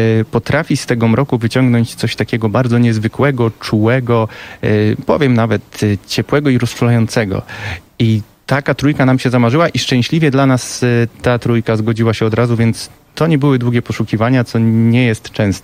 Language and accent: Polish; Gdynia, Pomeranian Voivodeship, Poland; bo wychowywałem się zresztą w Gdyni przez wiele, wiele lat.